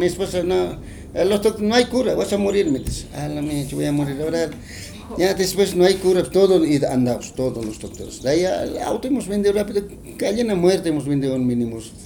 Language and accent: Spanish; Guatajata, La Paz, Bolivia; yo tengo puro en mi pueblo de Guatajata, mis familiares, mis cuñados, todos hacen tejido.